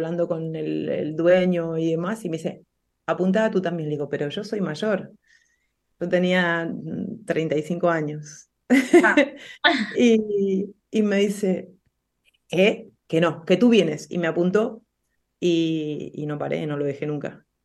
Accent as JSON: {"language": "Spanish", "country": "Argentina", "said": "Como te das cuenta, soy argentina. Si bien vivo en una provincia en donde da el mar, pero me queda muy lejos"}